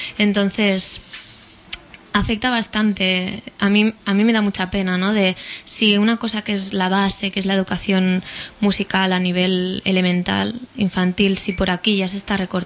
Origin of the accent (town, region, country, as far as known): Barberà del Vallès, Catalonia, Spain